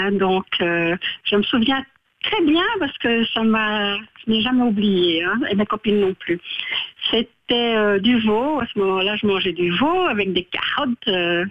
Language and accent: French; Molenbeek, Brussels, Belgium; De Bruxelles, Molenbeek.